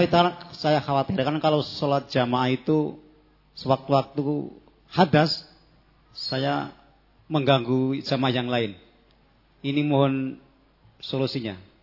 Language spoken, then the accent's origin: Indonesian; Gunung Kidul, Special Region of Yogyakarta, Indonesia; saya dari Gunung Kidul Handayani. … Binaan Wonosari.